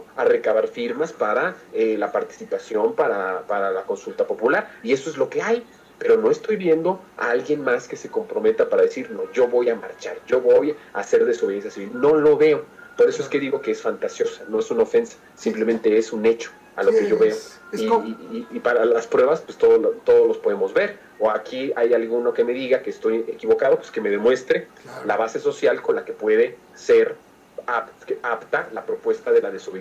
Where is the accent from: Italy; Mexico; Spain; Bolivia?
Mexico; Está encabritado, como muchos mexicanos lo estamos.